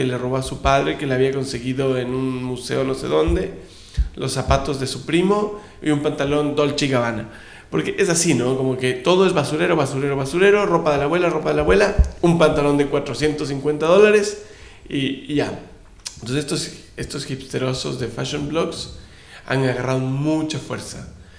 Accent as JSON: {"language": "Spanish", "country": "Ecuador", "tie": "born or raised there", "also_born_or_lived": "Chile", "said": "Yo me crié en Ecuador, yo viví 22 años en Ecuador."}